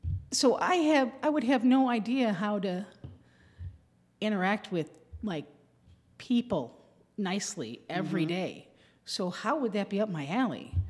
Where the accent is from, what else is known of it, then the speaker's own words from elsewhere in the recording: Cleveland, Ohio, United States; I'm from Cleveland, Ohio.